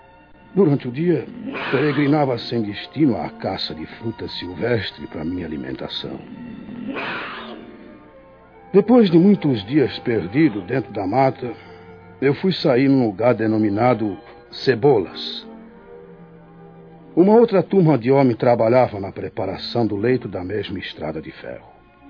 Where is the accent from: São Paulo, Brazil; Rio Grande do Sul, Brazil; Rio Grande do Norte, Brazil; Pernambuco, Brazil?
Pernambuco, Brazil; Recife; para o Recife, minha terra natal.